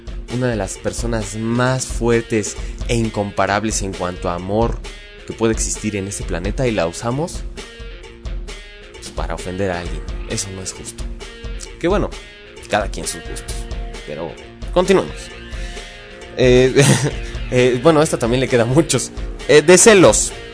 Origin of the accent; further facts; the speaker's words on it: Mexico; Y como buenos mexicanos, tenemos muchas y muchos